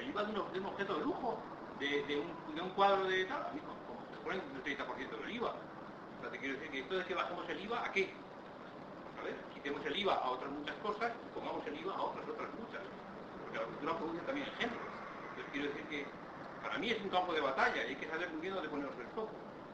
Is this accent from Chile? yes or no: no; Basque Country, Spain; que vengo del País Vasco y por la euskera ha pasado mucho esto